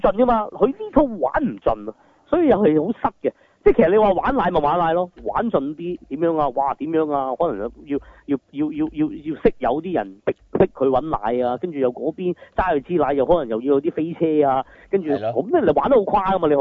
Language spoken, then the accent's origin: Cantonese; Hong Kong; 咁呢啲對我哋香港人係難受